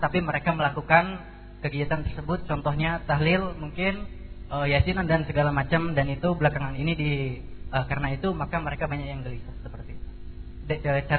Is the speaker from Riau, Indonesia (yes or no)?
yes; Bagansiapiapi, Riau, Indonesia; mungkin sampai ke daerah saya, daerah Bagan Siapit, daerah pelosok di sana kan.